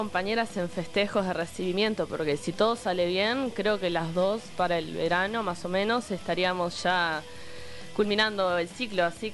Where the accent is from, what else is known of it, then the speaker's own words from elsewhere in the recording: Minas, Lavalleja, Uruguay; Yo soy de Minas, soy criada en Minas. Mi abuela vive a 3 cuadras de la radio.